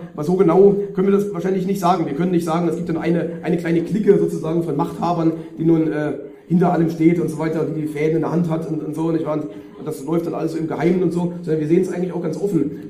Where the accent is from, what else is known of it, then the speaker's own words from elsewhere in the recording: Germany; neigen wir so ein bisschen als Deutsche durch die eigene nationale Brille dazu, das sehr stark eben auf diese deutsche Thematik alles zu beziehen.